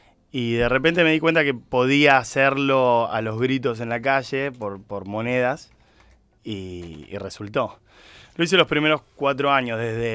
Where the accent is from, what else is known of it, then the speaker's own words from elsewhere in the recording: Spain; Vengo de España. Vivo en una ciudad que se llama Benidorm.